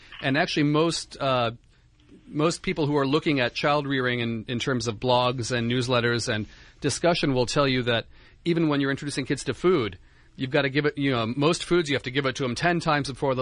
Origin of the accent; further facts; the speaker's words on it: Santa Monica, California, United States; I grew up in Santa Monica and went to Santa Monica Elementary.